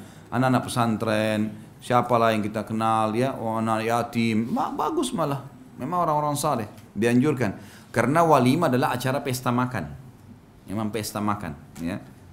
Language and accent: Indonesian; Makassar, South Sulawesi, Indonesia; Saya orang Makassar. Makassar mengatakan undang mantu ya.